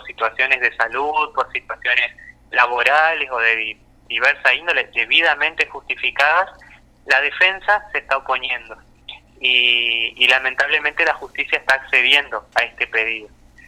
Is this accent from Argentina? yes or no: yes; Entre Ríos, Argentina; now in Santa Fe, Argentina; Yo soy de Entre Ríos, actualmente estoy viviendo en Santa Fe.